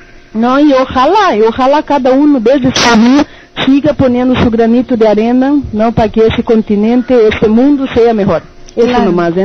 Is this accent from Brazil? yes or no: yes; Maringá, Paraná, Brazil; Spanish is a second language; also born or lived in São Paulo; now in Montevideo, Uruguay; soy brasileña de São Paulo, nací en São Paulo, pero fui criada en Maringá, en el estado de Paraná, y ya hace 7 años que vivo en Montevideo.